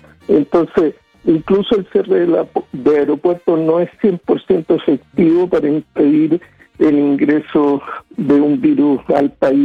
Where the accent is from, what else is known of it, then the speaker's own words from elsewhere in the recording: Chile; somos chilenos, nos interesa Chile.